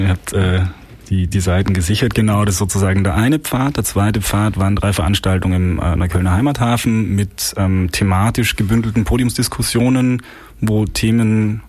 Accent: Austria; Ja, ich als Österreicher muss leider sagen, es war mal Deutschland.

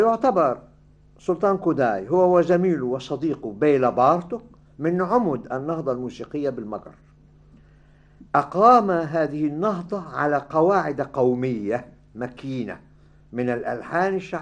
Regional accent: Egypt; أنا شفته وأنا صغير في مصر يعني

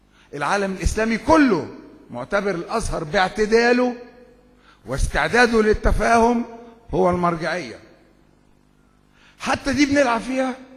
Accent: Egypt; عندنا في الريف المصري بيجأروا بالشكوى

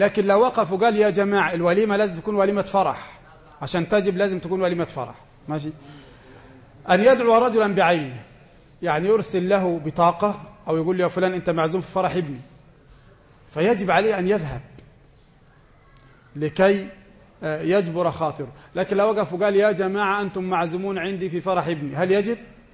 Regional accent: Egypt; وناس زينا هنا كمصريين مش لاقين حد احنا نخدمه أصلا

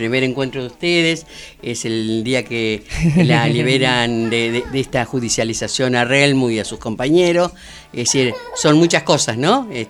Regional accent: Argentina; Y además las argentinas definimos no hablar como argentinas

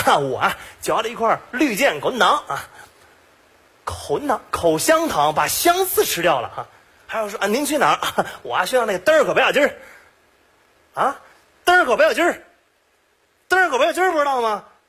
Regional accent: Beijing, China; 各位好，哎，我是一个土生土长的北京人

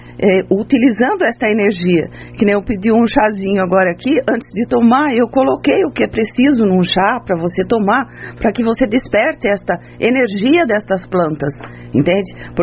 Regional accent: São José dos Campos, São Paulo, Brazil; Eu sou de São José dos Campos, eu nasci aqui na zona rural

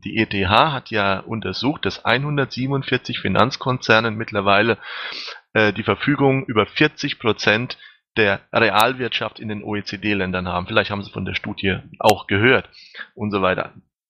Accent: Germany; Sie kommen aus Österreich, ich komme aus Deutschland.

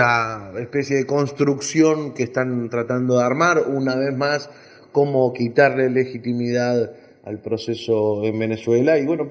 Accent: Argentina; naturalmente, como argentino

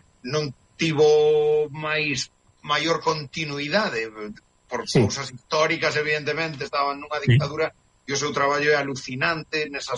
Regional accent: A Coruña, Galicia, Spain; digamos que somos da Coruña

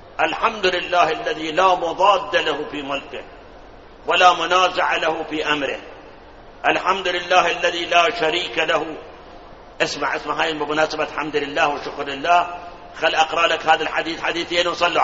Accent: Karbala, Karbala Governorate, Iraq; طبعا بلادنا كربلاء ثلج ما عندنا

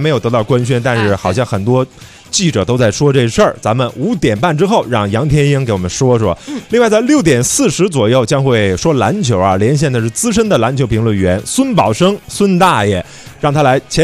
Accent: China; 这一点一直是我作为一个中国人感觉最骄傲的一件事儿。

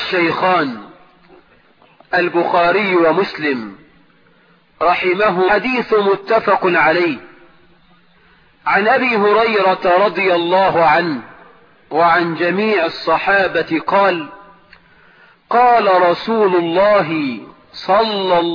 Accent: Egypt; بلدنا مصر

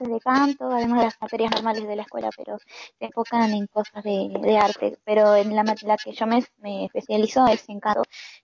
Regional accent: Peru; now in Argentina; Digo, yo soy peruana, pero vivo en Argentina. Soy peruana con descendencia japonesa, pero actualmente vivo en Argentina.

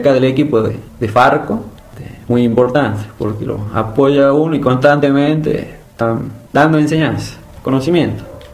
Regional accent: Tucumán, Argentina; Por eso venimos de Tucumán a Santiago.

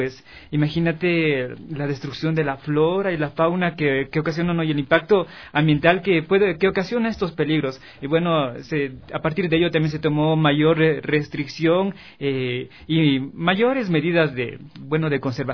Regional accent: Ecuador; Si no somos ecuatorianos, si no conocemos nuestro país, ¿no?

